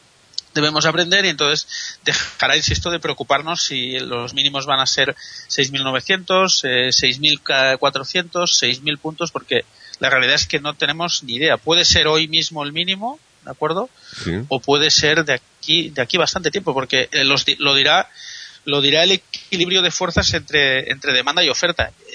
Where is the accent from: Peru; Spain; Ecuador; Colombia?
Spain; nos preocupa porque somos españoles y estamos aquí